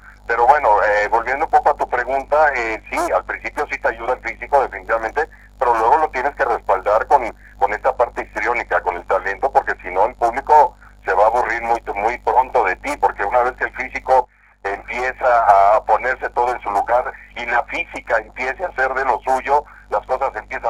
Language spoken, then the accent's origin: Spanish; Veracruz, Mexico; moved away as an adult; yo soy del puerto de Veracruz, yo soy de costa, y me fui a la capital, al Distrito Federal, a estudiar la carrera de actuación.